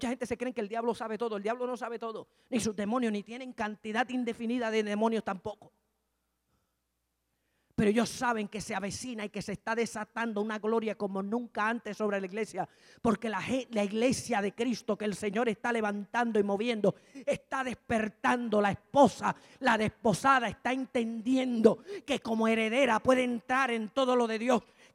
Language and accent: Spanish; Mayagüez, Puerto Rico; ¿Usted se acuerda aquí en Mayagüez? Yo soy de aquí, de Mayagüez.